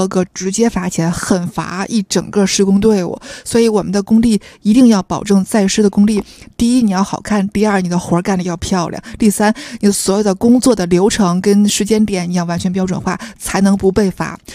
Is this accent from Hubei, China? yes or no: no; Tianjin, China; now in Beijing, China; 我因为我天津人嘛，我们天津也有全包园嘛，我天津的叔叔家我奶奶家都是在全包园装的